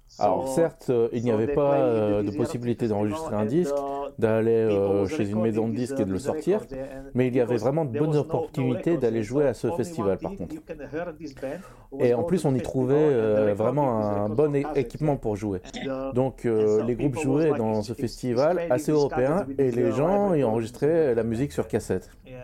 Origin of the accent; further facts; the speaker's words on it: Slovakia; Je leur ai dit, je viens de Slovaquie.